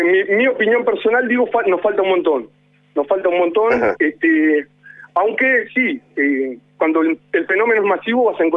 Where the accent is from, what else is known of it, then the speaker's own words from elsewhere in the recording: Argentina; a mí, siendo argentino, me encanta el tango